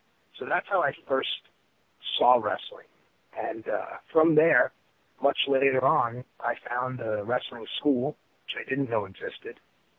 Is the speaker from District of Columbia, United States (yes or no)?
no; New York, United States; As an American boy growing up in New York, of course I enjoyed baseball and hockey as well